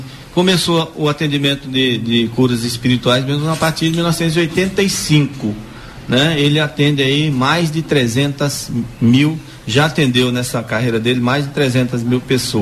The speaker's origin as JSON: {"language": "Portuguese", "region": "Bahia", "country": "Brazil", "said": "Eu sou nordestino, eu sou lá de Patamutela, da Bahia."}